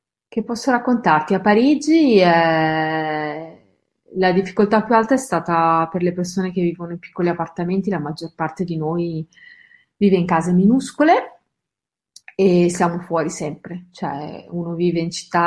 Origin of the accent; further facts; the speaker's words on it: Lombardy, Italy; sono lombarda, ho studiato a Bergamo